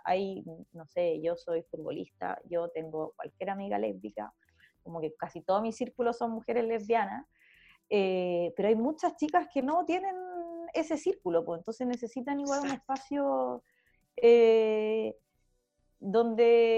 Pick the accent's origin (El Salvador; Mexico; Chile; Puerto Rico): Chile; Santiago, Santiago Metropolitan Region; que si bien soy de Santiago, vengo de haber hecho activismo solo en regiones, recién me devolví a Santiago